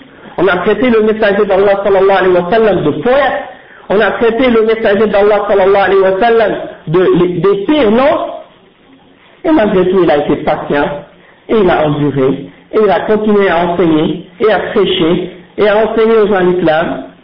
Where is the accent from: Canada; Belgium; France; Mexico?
Canada; Quebec; born there; Je suis né au Québec. Ma mère est née au Québec. Ma grand-mère est née au Québec. Mon arrière-grand-père, ils sont nés au Québec. Qu'est-ce qui va me dire que je suis un immigrant ici? Je n'ai pas choisi où je suis né, mais je suis un musulman.